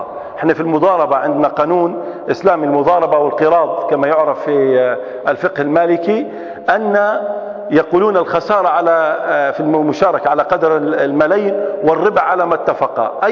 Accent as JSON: {"language": "Arabic", "country": "Libya", "said": "احنا عندنا في ليبيا صيغة لقيتها في الأوقاف"}